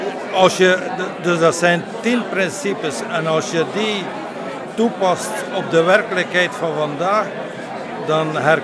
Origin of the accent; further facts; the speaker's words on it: Flanders, Belgium; Dus ik kom uit West-Vlaanderen en ik ben van plan van die tentoonstelling te organiseren ergens in West-Vlaanderen